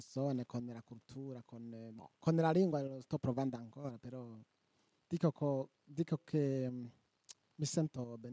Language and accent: Italian; Burundi; Italian is a second language; now in Italy; Vengo dal Burundi, un paese che si trova in centro-est Africa.